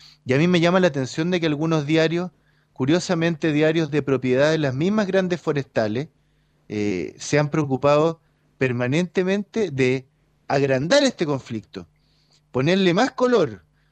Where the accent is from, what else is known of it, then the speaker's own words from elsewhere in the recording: Araucanía, Chile; los que somos de la Araucanía tenemos que entender que tenemos que estar muy alerta